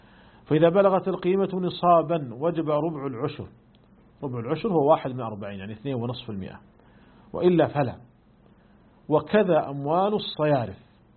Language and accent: Arabic; Saudi Arabia; فمثلا عندنا في المملكة العربية السعودية جميع الشركات المساهمة ملزمة بدفع الزكوات إلى مصلحة الزكاة والدخل